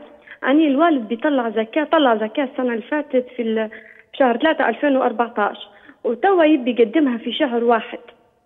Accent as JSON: {"language": "Arabic", "country": "Libya", "said": "يعني إحنا عندنا في ليبيا وبعض دول الخليج ما يذكروش في اسم الزوجة."}